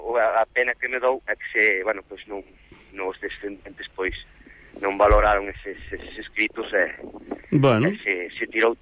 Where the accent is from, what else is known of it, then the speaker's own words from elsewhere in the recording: A Coruña, Galicia, Spain; o castelán tamén é para mí unha segunda lingua, porque eu, por exemplo, criei-me na Coruña